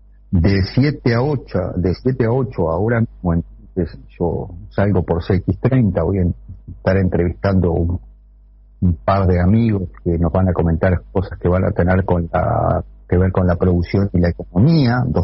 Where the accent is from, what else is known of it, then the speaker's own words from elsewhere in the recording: Paysandú, Uruguay; esta es porque yo soy de Paysandú